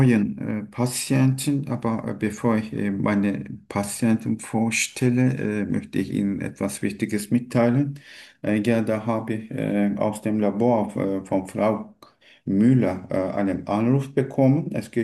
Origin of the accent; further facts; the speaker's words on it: Turkey; German is a second language; moved away as an adult; now in Germany; Ich komme aus der Türkei. Circa 3 Jahre lebe ich in Deutschland.